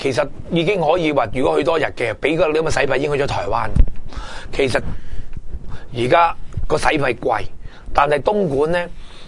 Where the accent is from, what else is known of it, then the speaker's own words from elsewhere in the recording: Hong Kong; 我哋香港人可以留意一下大陆嘅其中一部分